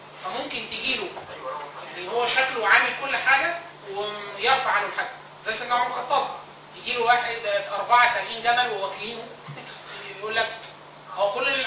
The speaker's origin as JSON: {"language": "Arabic", "country": "Egypt", "said": "لا احنا مصريين احنا نعمل قانون مصري عربي"}